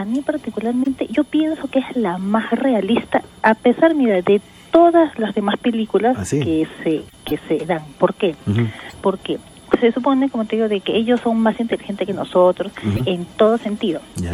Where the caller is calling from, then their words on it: Chorrillos, Lima, Peru; De Chorrillos.